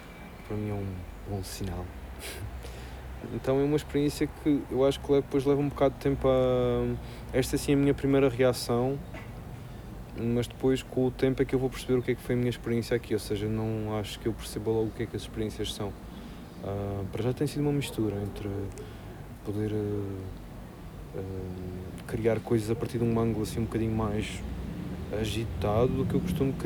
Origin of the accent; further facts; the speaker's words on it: Madeira, Portugal; now in Lisbon, Portugal; Eu sou mesmo um gajo do Sul. Eu cresci na Madeira, adoro o Alentejo, vivo em Lisboa há 20 anos. Isto vale o que vale. Eu sou do Sul.